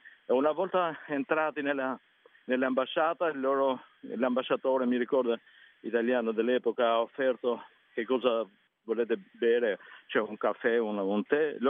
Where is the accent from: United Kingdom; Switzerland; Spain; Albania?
Albania; Italian is a second language; Il mio paese è molto influenzato dalla cucina italiana e greca, più o meno anche balcanica, diciamo, a volte.